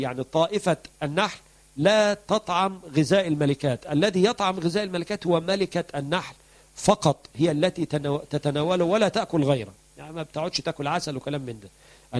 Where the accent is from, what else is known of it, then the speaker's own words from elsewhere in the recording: Egypt; أو الدكار عندنا في مصر.